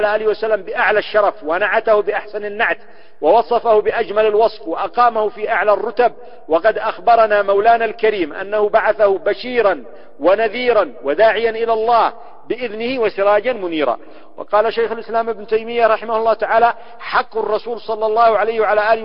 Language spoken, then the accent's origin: Arabic; Yemen; وهكذا كالحياة عندنا في اليمن،